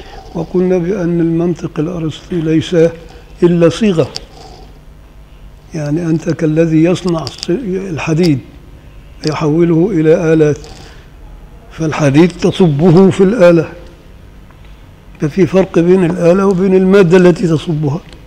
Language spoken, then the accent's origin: Arabic; Upper Egypt, Egypt; فإنما عندنا في الصعيد كده، الصعيد الأدنى